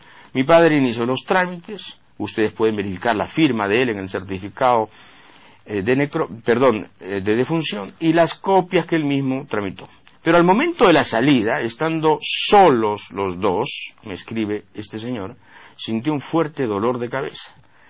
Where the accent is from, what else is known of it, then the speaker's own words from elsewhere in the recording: Peru; Yo me he convencido como peruano que para la falta de vergüenza nunca hay fronteras definidas